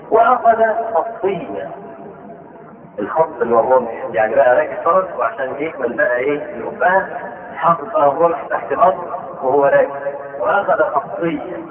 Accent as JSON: {"language": "Arabic", "country": "Egypt", "said": "نشوف عندنا في مصر"}